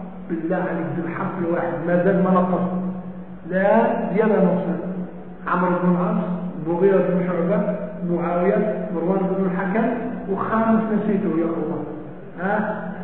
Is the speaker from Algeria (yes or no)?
yes; Algeria; هذا عندنا في الجزائر زاوية كبيرة